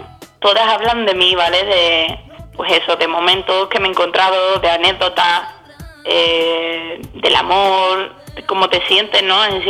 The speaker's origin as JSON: {"language": "Spanish", "town": "Seville", "region": "Andalusia", "country": "Spain", "said": "De donde vengo, de la raíz de Sevilla."}